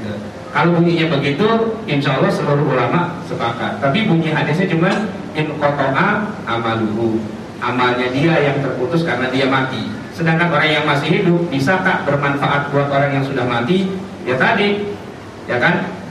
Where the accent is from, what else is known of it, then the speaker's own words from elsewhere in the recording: Jakarta, Indonesia; kita terbiasa karena kita orang Betawi